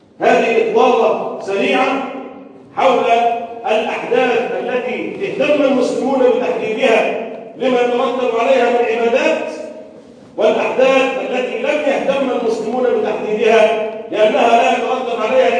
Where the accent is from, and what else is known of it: Egypt